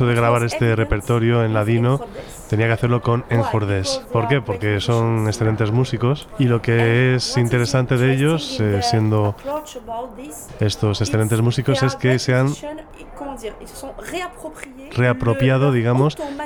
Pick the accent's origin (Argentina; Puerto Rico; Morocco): Morocco; also born or lived in Algeria; yo vengo de Marruecos, Argelia, así que he escuchado mucha música y muchas canciones sefardíes de jaquetía